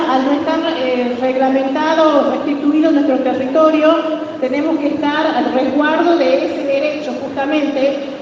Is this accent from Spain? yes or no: no; Yaguita, Argentina; born there; como pueblo Tolombón, nací en Yaguita